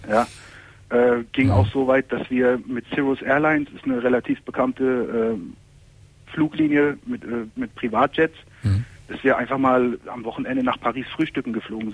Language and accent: German; Turkey; ich bin Türke, wie du ja hörst, ja. Und Sohn von klassischen Gastarbeitern.